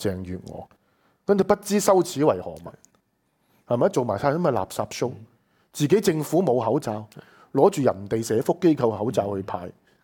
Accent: Hong Kong; 我哋喺英治麥理浩時代長大，七年讀中學，麥理浩72年嚟香港。

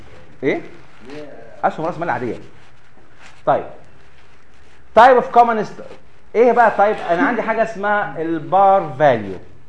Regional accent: Egypt; يمكن مش عندنا في مصر والحمد لله لغايه دلوقتي كويس

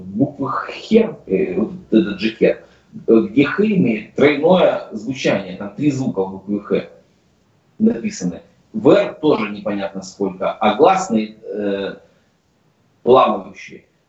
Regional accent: Siberia, Russia; Я вообще сам из Сибири

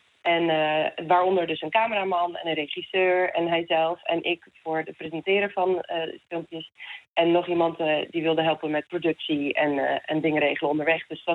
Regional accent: South Africa; aangezien ik uit Zuid-Afrika kom.

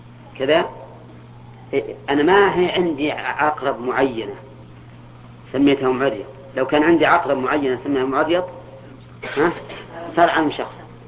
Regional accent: Al-Qassim, Saudi Arabia; كنية عندنا في القصيم

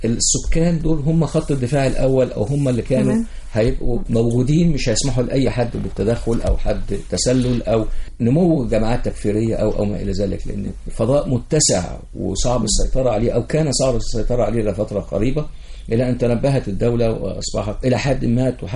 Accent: Egypt; يعني المنظومة عندنا في مصر ثلاث حاجات

